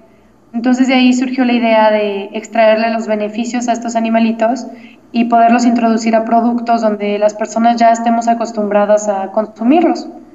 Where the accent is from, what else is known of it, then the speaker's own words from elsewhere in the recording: Guadalajara, Jalisco, Mexico; bueno, yo soy Guadalajara de México, y me fui a buscar chapulines.